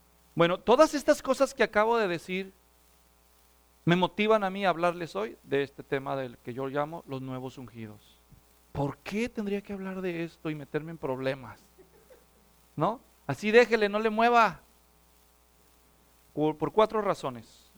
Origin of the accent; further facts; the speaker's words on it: Guadalajara, Jalisco, Mexico; la ciudad natal de donde yo soy, en Guadalajara, México.